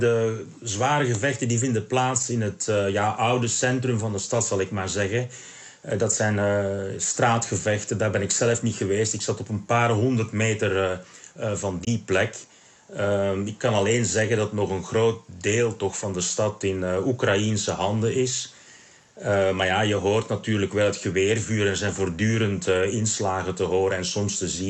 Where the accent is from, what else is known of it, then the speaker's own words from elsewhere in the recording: Belgium; ja, dan als buitenlander, als Belg, ja, dan iedereen is bereid onmiddellijk om een praatje te slaan.